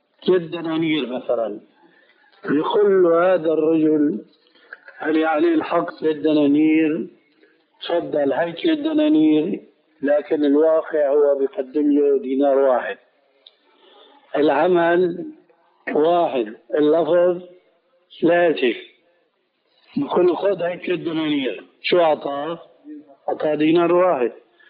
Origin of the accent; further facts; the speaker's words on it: Damascus, Damascus Governorate, Syria; أنا أعرف بعض القضاة في المحاكم الشرعية عندنا في دمشق